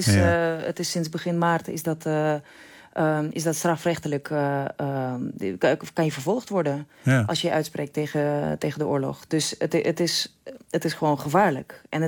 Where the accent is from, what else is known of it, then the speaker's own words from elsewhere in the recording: Russia; Dutch is a second language; now in Netherlands; Ik heb persoonlijk nog geen moeilijkheden gehad. Al moet ik zeggen dat ik ik in Nederland al heel lang woon. En ik spreek de taal.